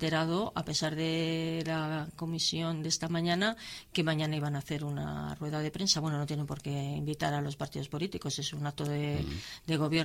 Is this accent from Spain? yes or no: yes; Laredo, Cantabria, Spain; los que somos de Laredo paguemos menos